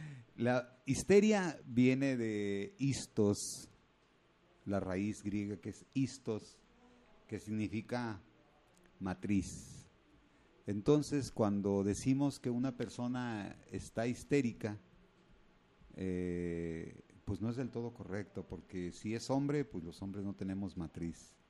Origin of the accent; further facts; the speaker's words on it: Mexico; no es nada más lo que somos como mexicanos